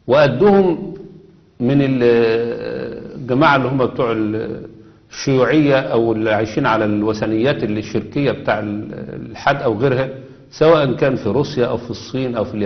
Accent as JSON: {"language": "Arabic", "country": "Egypt", "said": "زي عندنا في مصر كده، احنا عندنا في مصر عامة الناس عندها حياء"}